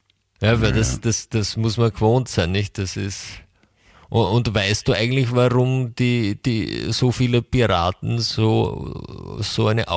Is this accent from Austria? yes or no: yes; Austria; bei uns in Österreich läuft das über ein ORF oder?